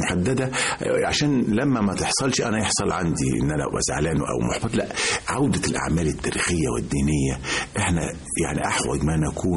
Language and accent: Arabic; Mansoura, Dakahlia, Egypt; من وأنا طفل يعني كنت في المنصورة في الدقهلية